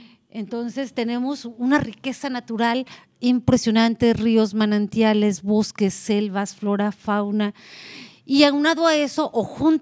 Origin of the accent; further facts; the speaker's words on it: Mexico; Es decir, en mi país se hablan 68 lenguas distintas. Y cuando nosotros decimos Comcac en México, o Cumiay, o Tzotzil